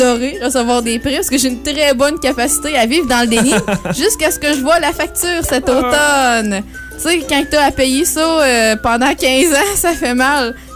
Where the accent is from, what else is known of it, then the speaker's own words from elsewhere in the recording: Cap-Chat, Quebec, Canada; j'aimerais ça vous présenter un artiste de mon patelin Capuchat.